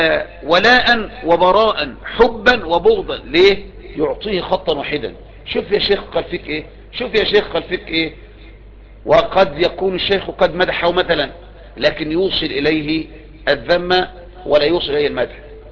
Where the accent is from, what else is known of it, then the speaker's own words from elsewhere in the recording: Egypt; الدعوة عندنا في مصر